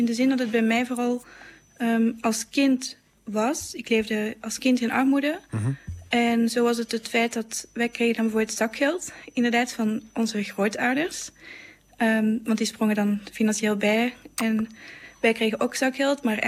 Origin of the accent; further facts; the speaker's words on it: Belgium; now in Netherlands; ik kom zelf uit België en het is nu in Nederland.